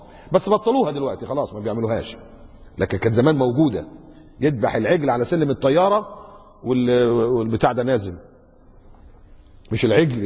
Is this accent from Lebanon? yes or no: no; Egypt; ده في مساجد عندنا في مصر في الأضرحة الضريح